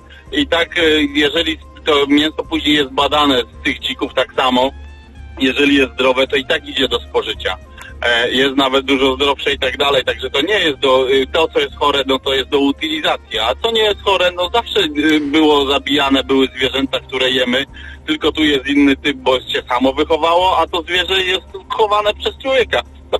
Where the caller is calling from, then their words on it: Lower Silesian Voivodeship, Poland; Witam, a ja też z Dolnego Śląska, niedaleko Wrocławia